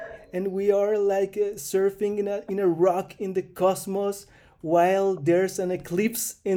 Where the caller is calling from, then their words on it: Chile; I'm calling from Chile